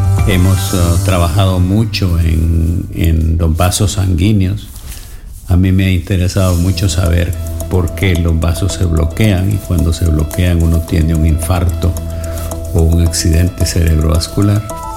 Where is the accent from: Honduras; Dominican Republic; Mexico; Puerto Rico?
Honduras; Yo estudié medicina en El Salvador, aunque soy hondureño